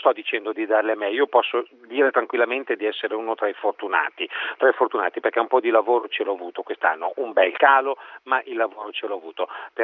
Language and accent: Italian; Lombardy, Italy; come Brianzolo, quindi di terra berlusconiana.